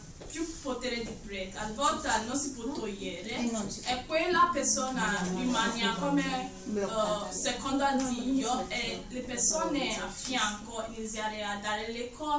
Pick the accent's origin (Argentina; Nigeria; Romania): Nigeria; Italian is a second language; Perché io sono da Nigeria, quindi quello che sta parlando capisco.